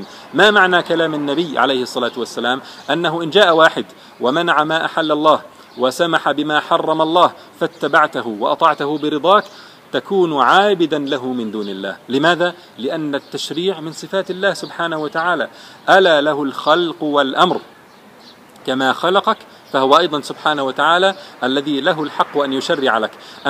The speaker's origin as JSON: {"language": "Arabic", "country": "Jordan", "said": "أنا لست مصريا، أنا أردني لكني زرت مصر مرارا وكثير من أصدقائي مصريون"}